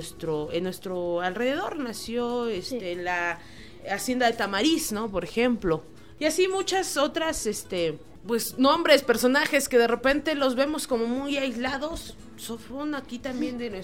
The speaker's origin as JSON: {"language": "Spanish", "country": "Mexico", "said": "forman parte de nuestra historia como mexicanos."}